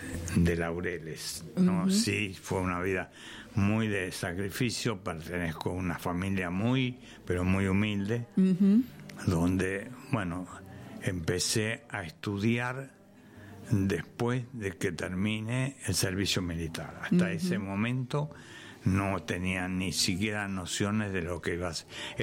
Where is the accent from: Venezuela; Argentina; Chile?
Argentina; Buenos Aires; born there; now in Merlo, Argentina; No, yo nací en Buenos Aires. Vine acá por primera vez hace 68 años aproximadamente